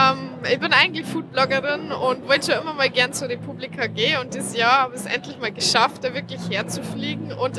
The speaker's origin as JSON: {"language": "German", "region": "Bavaria", "country": "Germany", "lives_now": "Vienna, Austria", "said": "Ich bin eigentlich aus Niederbayern. Momentan wohne ich aber in Wien."}